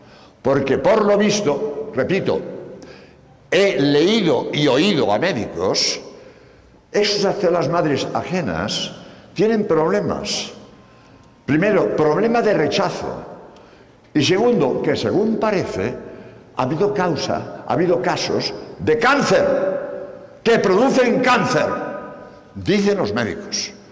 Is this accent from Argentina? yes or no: no; Spain; Por cierto, como sabéis, soy español, hace unos días que llego de Madrid